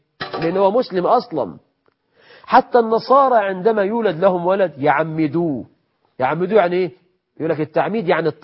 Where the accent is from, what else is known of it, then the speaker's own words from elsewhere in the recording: Egypt; عندنا في مصر مخرجة سفلة،